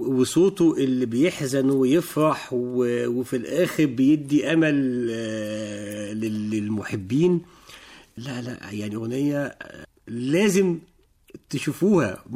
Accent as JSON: {"language": "Arabic", "town": "Alexandria", "region": "Alexandria Governorate", "country": "Egypt", "tie": "born there", "said": "من مواليد إسكندرية، سنة 73 في إسكندرية"}